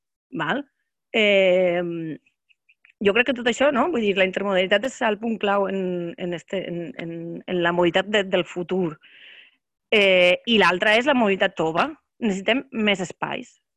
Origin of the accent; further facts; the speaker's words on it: Borriana, Valencian Community, Spain; de ma casa al meu poble, que és Borriana, que està a la província de Castelló.